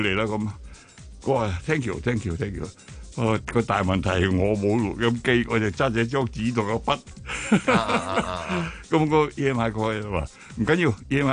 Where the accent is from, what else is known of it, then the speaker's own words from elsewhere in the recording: Hong Kong; 我话我系香港人嚟嘅